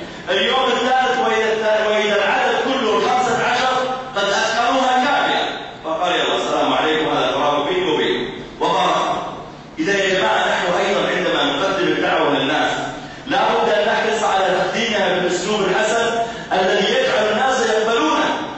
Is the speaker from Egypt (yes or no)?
no; Saudi Arabia; أذكر أني ذهبت مرة إلى مدينة عندنا في السعودية اسمها جيزان، هذه المدينة في الجنوب